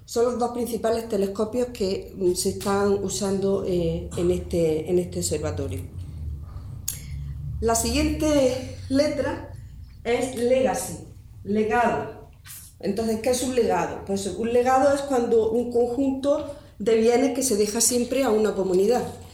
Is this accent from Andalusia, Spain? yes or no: yes; Andalusia, Spain; Bueno, somos andaluces y lo primero que nos vendría a la cabeza